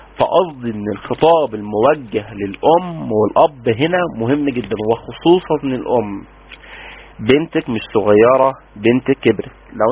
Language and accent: Arabic; Egypt; أولى إعدادي ده عندنا في مصر يعني 14، يعني 12 سنة